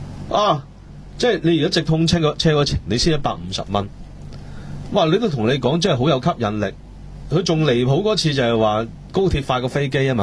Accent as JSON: {"language": "Cantonese", "country": "Hong Kong"}